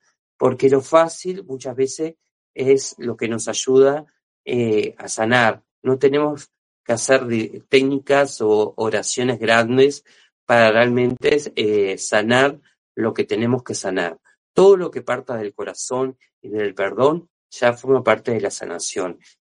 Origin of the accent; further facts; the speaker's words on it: Uruguay; soy de aquí de Uruguay